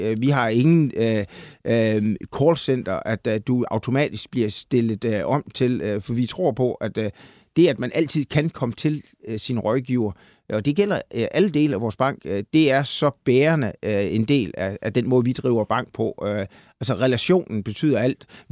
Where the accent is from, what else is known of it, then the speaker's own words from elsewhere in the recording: Central Denmark Region, Denmark; Jeg kommer jo fra Salling, som du lige var inde på, og jeg skulle lige vist egentlig have været landmand. Jeg kommer fra landet